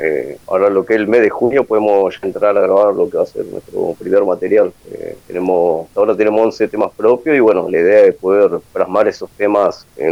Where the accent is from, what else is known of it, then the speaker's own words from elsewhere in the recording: Centenario, Neuquén, Argentina; Sí, sí, somos acá, somos de Centenario.